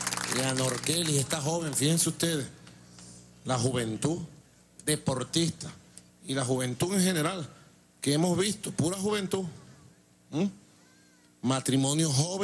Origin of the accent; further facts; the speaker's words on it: Venezuela; todos somos venezolanos